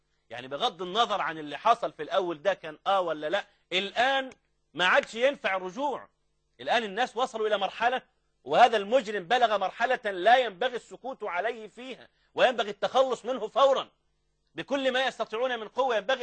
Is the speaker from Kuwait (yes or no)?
no; Egypt; ده في كامب ديفيد عندنا في مصر